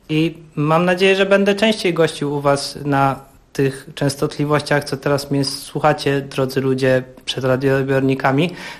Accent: Bydgoszcz, Kuyavian-Pomeranian Voivodeship, Poland; now in Warsaw, Poland; Przyjechaliśmy do Was z Bydgoszczy. Ja przyjechałem bardzo dawno temu, ale ogólnie gramy w Warszawie

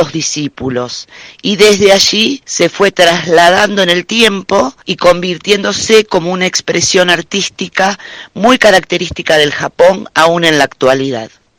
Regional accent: Rosario, Santa Fe, Argentina; now in Cosquín, Argentina; soy rosarina, pero estoy viviendo hace 4 años en Cosquín

